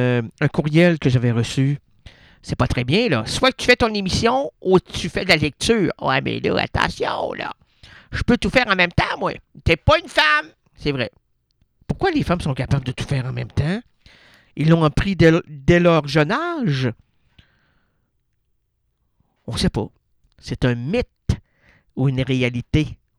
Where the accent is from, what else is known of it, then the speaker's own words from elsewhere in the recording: Quebec City, Quebec, Canada; Moi, je suis de Québec. Mon ignare...